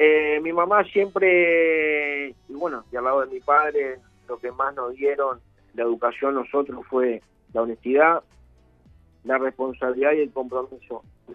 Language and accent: Spanish; Piriápolis, Maldonado, Uruguay; Yo nací, soy oriundo de Piriápolis, nací en Pueblo Obrero, en la ciudad de Piriápolis. Pueblo Obrero, tanto de Pan de Azúcar y Piriápolis.